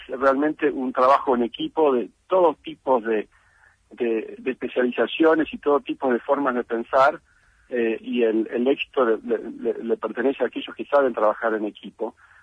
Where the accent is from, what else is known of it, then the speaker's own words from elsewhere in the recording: Buenos Aires, Argentina; also born or lived in Villa Regina; yo crecí, nací en Villa Regina, Río Negro, crecí en Buenos Aires, soy bien porteño en ese sentido.